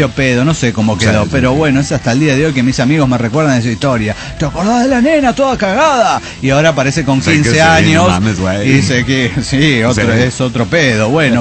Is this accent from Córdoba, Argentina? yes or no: yes; Córdoba, Argentina; ahora que estoy en Córdoba Capital, mi ciudad natal.